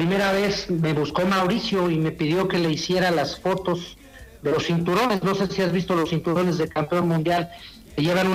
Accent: Mexico; yo quisiera que ganara el mexicano, yo soy mexicano.

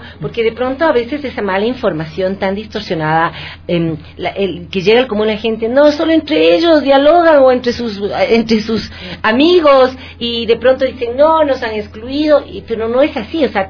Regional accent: Ecuador; Lo que quieren hacer para estar preparados como ecuatorianos

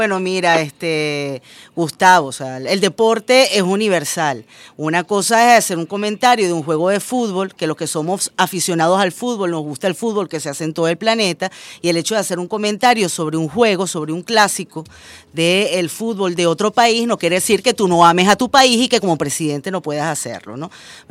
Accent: Venezuela

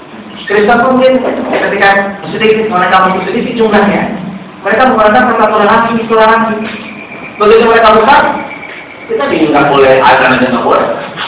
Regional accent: Sumatra, Indonesia; saya orang Sumatera

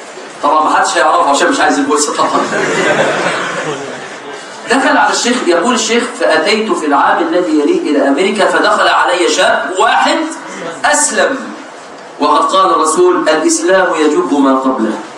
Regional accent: Egypt; طبعا ده لو عندنا في مصر

